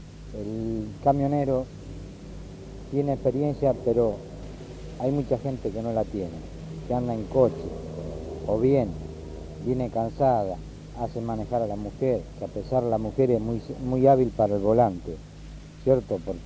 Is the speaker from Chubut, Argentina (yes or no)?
no; Bahía Blanca, Buenos Aires Province, Argentina; De Bahía Blanca.